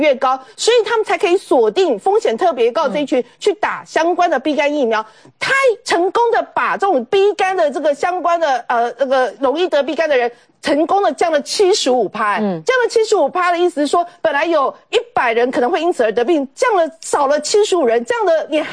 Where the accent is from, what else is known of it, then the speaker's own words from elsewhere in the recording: Taiwan; 我们台湾人弄出来的个标准可以被世界引用的